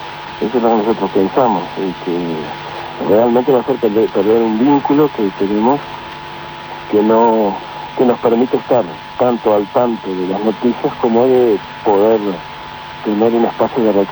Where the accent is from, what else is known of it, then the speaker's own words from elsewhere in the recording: Uruguay; como todo uruguayo, en Uruguay hay 3 millones de futboleros